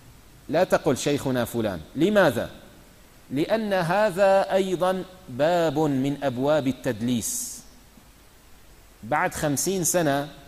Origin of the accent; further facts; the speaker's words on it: Syria; يعني مثلا عندنا في الشام